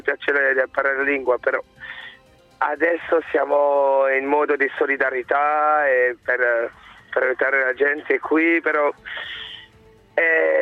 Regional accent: Lyon, Auvergne-Rhône-Alpes, France; Italian is a second language; now in Italy; sono francese da Lione

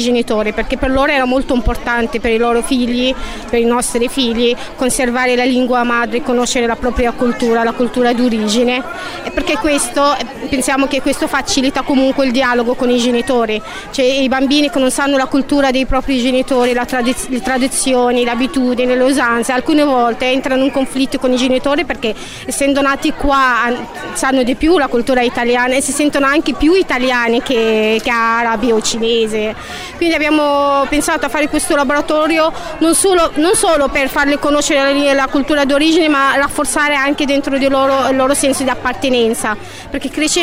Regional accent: Egypt; Italian is a second language; now in Italy; sono egiziana, sono qua in Italia da 10 anni

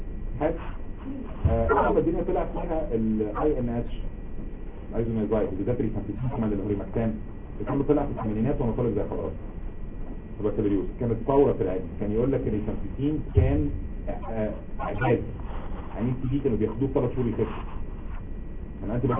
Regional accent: Egypt; لو انت عارف عندنا في مصر احسن حاجه

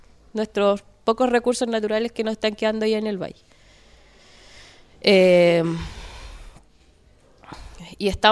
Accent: Contulmo, Biobío, Chile; Yo soy de Licura, eso está en Contulmo, Sora Lafquenche.

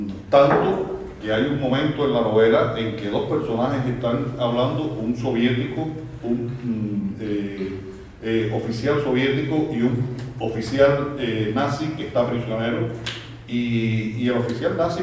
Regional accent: Cuba; me preguntan muchísimo, soy cubano, imagínense ustedes, me preguntan sobre cosas políticas de Cuba.

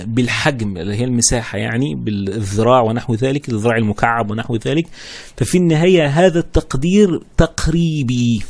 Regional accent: Egypt; اذا كان احنا عندنا في مصر كل حاجه كده سفروته صغيره خالص

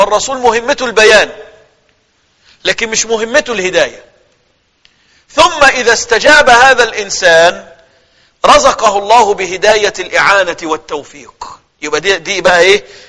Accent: Egypt; أنا كرجل مصري لو أنا مش مسلم كنت أبقى إيه؟

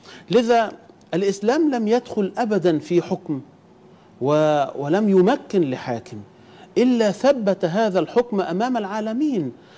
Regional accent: Egypt; نحن نعرف أو يجب أن نعرف قيمة بلدنا مصر من خلال التاريخ وأيضا من خلال الجغرافيا

